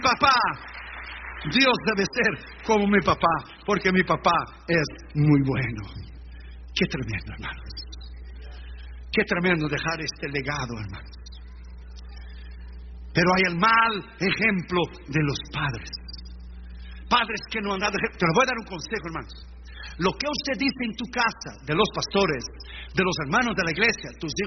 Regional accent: Rio Grande do Sul, Brazil; como yo soy del sur de Brasil, gauchos, es Uruguay, Argentina y nosotros, el Río Grande Sul

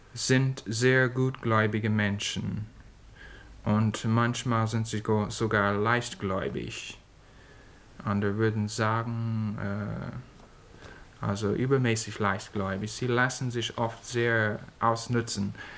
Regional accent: United States; Man bewundert das gewiss, als Amerikaner gesehen, man muss das immer wieder bewundern.

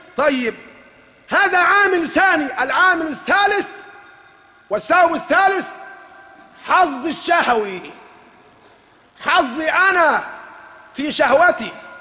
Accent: Egypt; وليسلخونا كمصريين من انتمائنا لبلادنا

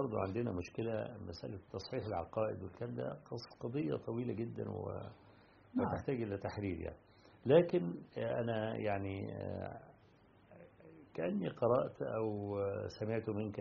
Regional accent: Iraq; moved away as an adult; أنا خرجت من العراق

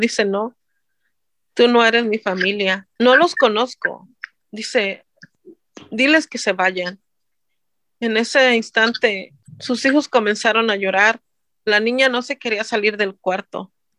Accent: Guerrero, Mexico; now in Costa Mesa, United States; Soy mexicana del estado de Guerrero y tengo 25 años de vivir en el estado de aquí de California. Vivo en la ciudad de Costa Mesa

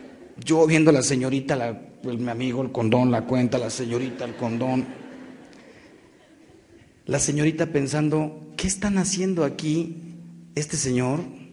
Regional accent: Mexico; los que salimos ganando somos los mexicanos.

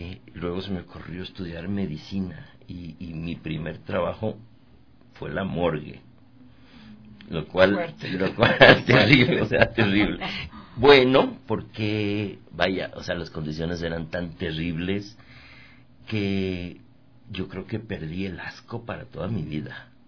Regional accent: Quito, Pichincha, Ecuador; Yo soy quiteño.

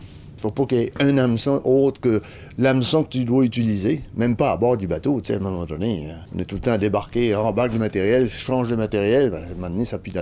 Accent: Quebec, Canada; Moi, je suis acadien, t'as des premiers arrivants.

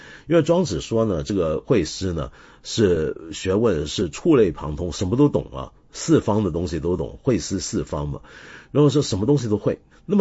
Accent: Taiwan; 原来我小时候在台湾啊，当时我们念五车是会被纠正的

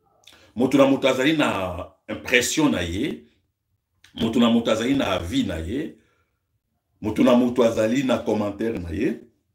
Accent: DR Congo; Nous avons connu deux présidents chez nous au Congo.

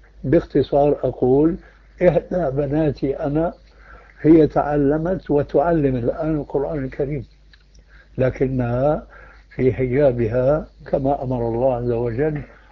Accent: Damascus, Damascus Governorate, Syria; الفتيات التي يسمين عندنا في دمشق

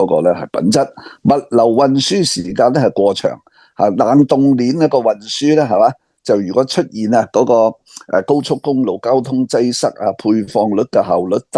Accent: Hong Kong; 我哋细个喺香港未听过有一样嘢叫预制菜啊，

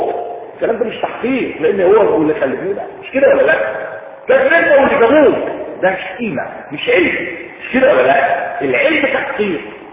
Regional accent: Egypt; طبعا في تحميلات عندنا في مصر

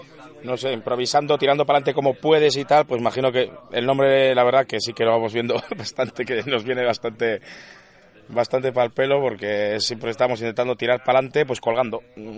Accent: Errenteria, Basque Country, Spain; Bueno, de Orereta, Errenteria, que está en Gipuzkoa, cerca de Donosti.

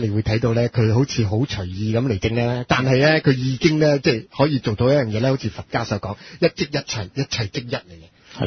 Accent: China; 我上個身啦，我係中國人嚟噶。

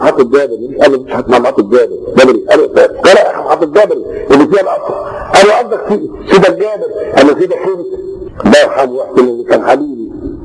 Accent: Upper Egypt, Egypt; عندنا في الصعيد نقول ايه بيصيف، يصيف يعني ايه؟

